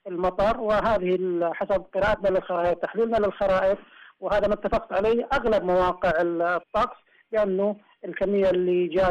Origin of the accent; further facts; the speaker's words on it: Eastern Province, Saudi Arabia; لا أنا أقول ما راح يصير هذا عندنا في الشرقية